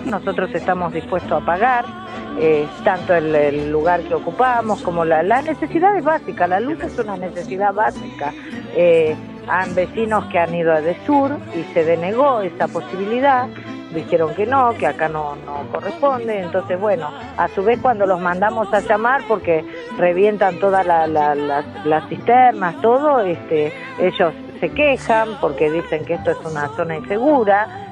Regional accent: Villa Inflamable, Buenos Aires, Argentina; Yo soy de Aragón, soy de acá de Villa Inflamable.

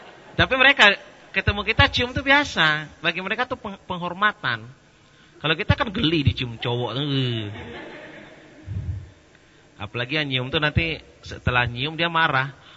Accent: Indonesia; Isinya Arab semua, kami aja berdua Indonesia itu.

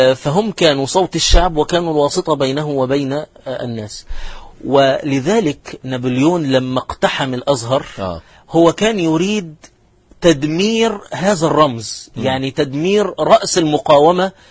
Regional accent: Qena Governorate, Egypt; أنا مثلا نشأت في محافظة قنا وأعرف أن العيد القومي 3 مارس

